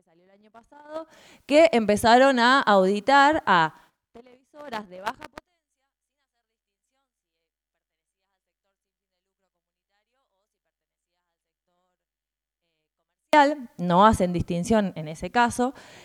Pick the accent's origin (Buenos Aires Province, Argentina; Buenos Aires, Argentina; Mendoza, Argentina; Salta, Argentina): Mendoza, Argentina; nosotros somos de Mendoza, hacíamos movidas en Mendoza